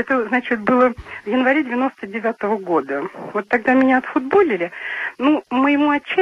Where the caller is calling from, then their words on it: Krasnodar Krai, Russia; Я с Кубани.